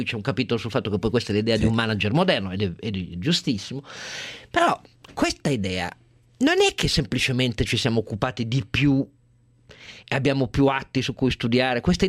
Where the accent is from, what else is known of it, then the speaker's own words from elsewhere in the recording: Piedmont, Italy; io del Piemonte sono piemontese